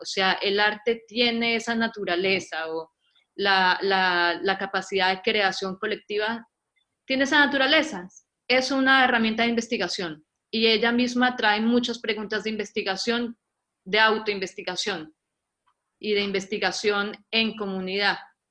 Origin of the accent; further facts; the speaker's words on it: Colombia; moved away as an adult; now in Argentina; yo soy colombiana, soy artista visual, llevo aquí ya varios años en Argentina, me trajo el invento y me quedé por el amor.